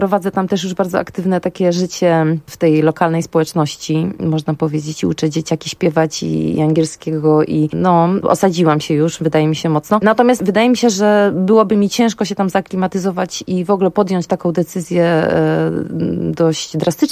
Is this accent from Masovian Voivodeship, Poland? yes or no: yes; Warsaw, Masovian Voivodeship, Poland; born there; Ja jestem warszawianką z urodzenia